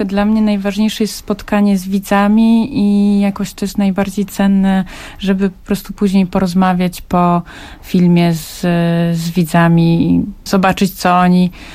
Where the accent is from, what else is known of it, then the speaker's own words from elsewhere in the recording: Nałęczów, Lublin Voivodeship, Poland; Bardzo, bardzo, bo ja jestem z Nałęczowa i Kazimierz Dolny no to jest miejsce, które bardzo często odwiedzam